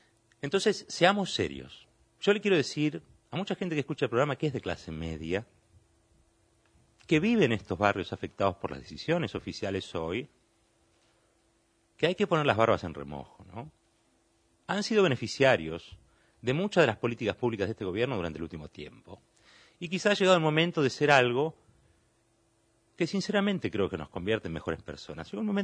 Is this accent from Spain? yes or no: no; Argentina; ¿Somos solidarios los argentinos?